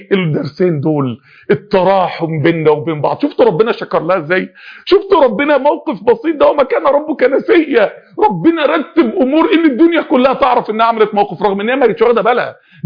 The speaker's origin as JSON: {"language": "Arabic", "country": "Egypt", "said": "يعني انا راجل مصري"}